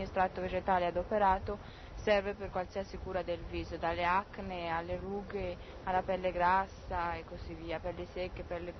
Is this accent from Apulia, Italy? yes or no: no; Castiglion Fiorentino, Tuscany, Italy; Cassian Fiorentino Arezzo, in Toscana.